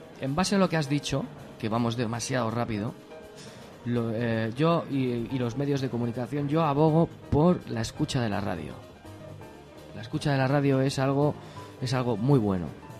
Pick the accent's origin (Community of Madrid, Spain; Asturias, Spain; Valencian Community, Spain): Community of Madrid, Spain; Madrid; yo soy de mi barrio, soy de La Lipa y vivo en Vallecas.